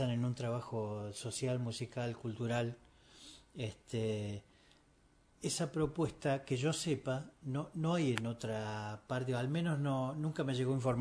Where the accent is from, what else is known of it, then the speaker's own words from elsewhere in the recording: Moreno, Buenos Aires Province, Argentina; yo quiero que la gente de allá de mi pueblo y de todo el distrito de Moreno